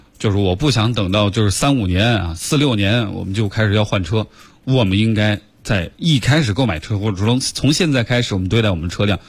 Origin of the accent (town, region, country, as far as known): China